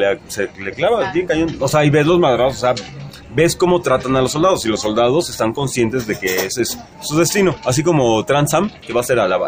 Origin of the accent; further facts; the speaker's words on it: Texcoco, State of Mexico, Mexico; Porque somos de Texcoco.